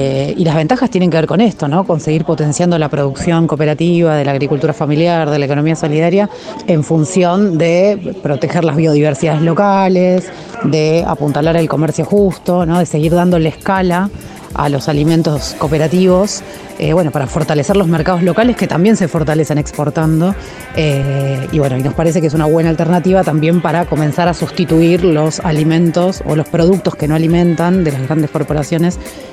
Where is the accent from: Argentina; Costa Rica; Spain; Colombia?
Argentina; nosotros como desde Argentina empezamos a ver